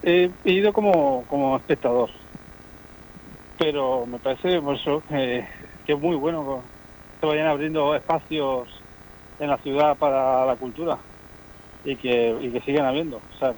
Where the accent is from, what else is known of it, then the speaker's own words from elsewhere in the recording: Elche, Valencian Community, Spain; soy muy de las afueras, de la vía para arriba, ¿no? Yo soy de la vía para arriba, yo nací en Elche, en el hospital, pero me he criado en el Toscar y yo soy muy orgulloso de ser de mi barrio.